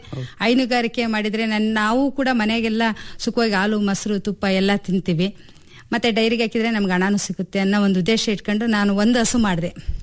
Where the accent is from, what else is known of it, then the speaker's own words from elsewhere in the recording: Bhimanere, Karnataka, India; ನಂದು ದಾವಣಗೆರೆ ಜಿಲ್ಲೆ ಹಿರೇಕೋಗ್ಲೂರ್ ಹತ್ರ ಒಂದು ಭೀಮನೆರೆ ಅಂತ ಹೇಳಿ ಒಂದು ಗ್ರಾಮ. ಹಳ್ಳಿಯಲ್ಲಿ ಹುಟ್ಟಿದ್ದು, ಹಳ್ಳಿಯಲ್ಲೇ ಬೆಳೆದಿದ್ದು.